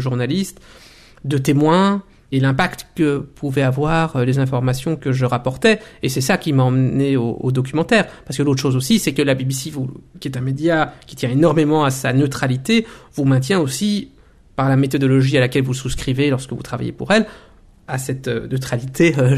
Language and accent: French; Belgium; moved away as an adult; Et étant belge, je suis né, j'ai grandi en Belgique, pour moi, l'Afrique dont on parlait et dont on parle toujours aujourd'hui, ce sont les anciennes colonies belges